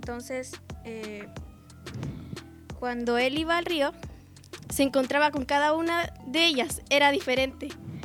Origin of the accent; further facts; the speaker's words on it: Concepción, Biobío, Chile; soy de Concepción y yo les voy a contar la leyenda de las Tres Pascualas